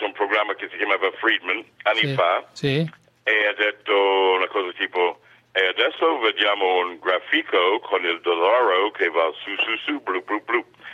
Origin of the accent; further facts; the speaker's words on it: United States; now in Italy; No, io sono americano